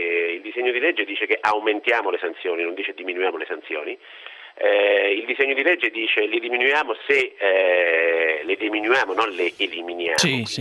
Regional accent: Fabriano, Marche, Italy; sono di Fabriano, vicino, c'è San Francesco d'Assisi

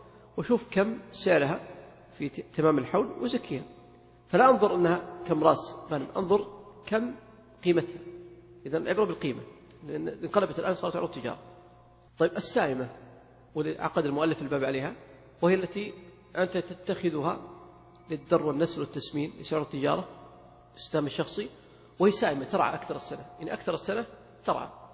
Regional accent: Saudi Arabia; ولكن لو طبقها في الواقع عندنا في السعودية

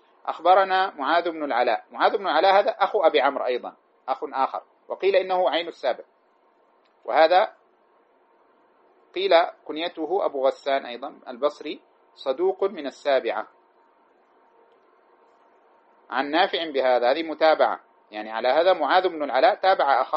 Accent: Sudan; الذي يقرأ عندنا في السودان بروايته

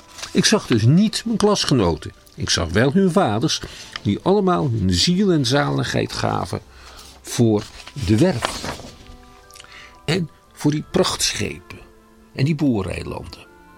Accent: Schiedam, South Holland, Netherlands; ik ben een Schiedammer van een zekere leeftijd. Toen ik opgroeide, was het bij ons al lang niet meer zo'n Jeneverstad meer.

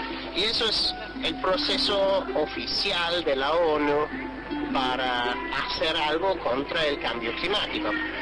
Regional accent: Ireland; Spanish is a second language; yo soy irlandés. Entonces, nosotros somos indígenas en nuestro propio país, pero yo no soy indígena aquí.

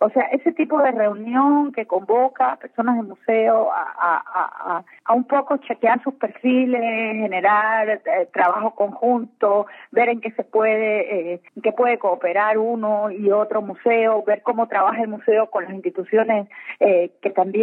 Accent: Cuba; moved away as an adult; now in Ecuador; Bueno, mire, yo soy cubana de origen. Vine a este país hace 22 años

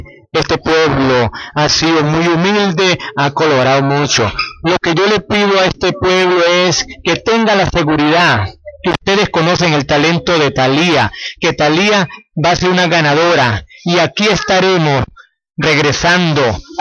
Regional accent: Cravo Norte, Arauca, Colombia; Orgullosamente yo, como craveño, mi pueblo también está orgulloso

